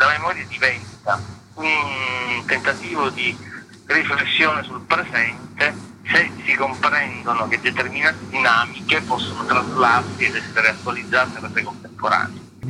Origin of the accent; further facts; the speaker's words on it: Palermo, Sicily, Italy; Dal fatto che io sono di Palermo e continuavo a vedere una città che ostentava senza nessun pudore quelle che erano le macerie dei bombardamenti della seconda guerra mondiale.